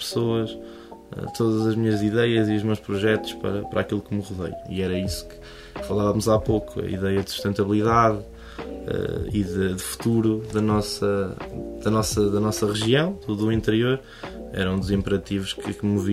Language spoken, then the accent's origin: Portuguese; Nogueira do Cravo, Portugal; Há muito tempo, mas a minha infância foi passada na Aldeia do Senhor das Almas, Freguesia de Nogueira do Cravo.